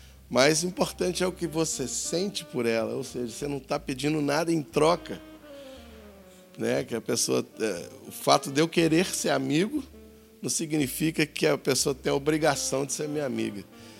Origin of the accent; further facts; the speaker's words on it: Minas Gerais, Brazil; moved away; eu sou mineiro. E mineiro parece que já anda de braço aberto, né? Assim. Eu e Roberto somos mineiros. A gente veio para cá juntos, né?